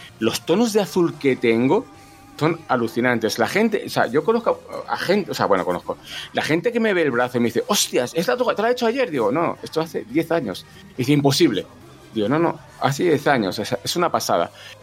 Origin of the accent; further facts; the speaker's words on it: Valladolid, Castile and León, Spain; Soy de Valladolid, evidentemente.